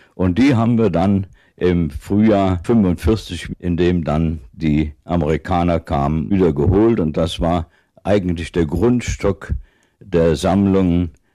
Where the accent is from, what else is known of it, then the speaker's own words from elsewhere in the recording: Cologne, North Rhine-Westphalia, Germany; Ich bin in Köln aufgewachsen. Mein Vater war der Gartenbaudirektor von Köln. Der Mann, der die großen Anlagen dort geschaffen hat, den Grüngürtel. Dort bin ich in einem großen Garten aufgewachsen